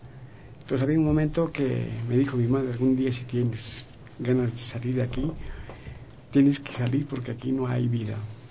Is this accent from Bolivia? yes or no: yes; Bolivia; Bueno, yo soy de Bolivia.